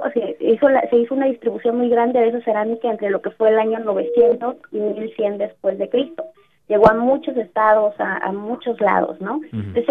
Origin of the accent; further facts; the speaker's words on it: Texcoco, State of Mexico, Mexico; yo soy de Texcoco, Estado de México. Uh-huh. Y pues ahí muchos ya, a lo mejor del público, conocen pues que es un lugar que siempre está involucrado con la arqueología.